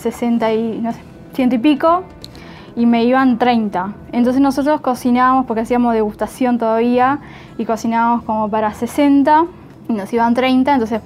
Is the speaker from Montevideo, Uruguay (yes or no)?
yes; Montevideo, Uruguay; yo soy de Montevideo, en serio, yo del Prado